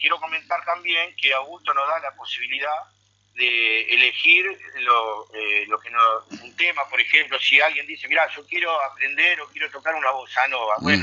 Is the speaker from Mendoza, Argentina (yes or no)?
no; Buenos Aires, Argentina; now in Concordia, Argentina; yo soy de Buenos Aires y hace 26 años que vivo acá.